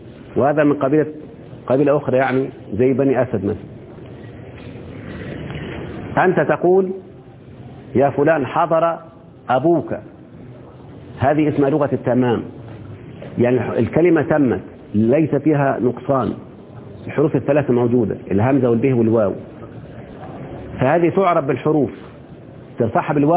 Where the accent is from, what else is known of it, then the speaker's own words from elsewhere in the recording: Egypt; احنا كمصريين بنتكلم بلغة القصر الآن